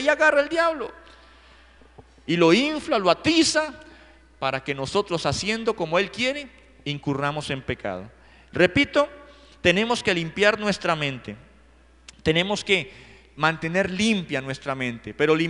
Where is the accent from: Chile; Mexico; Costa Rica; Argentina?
Costa Rica; accent: cantadito; como ticos tenemos un cantadito que nos dicen.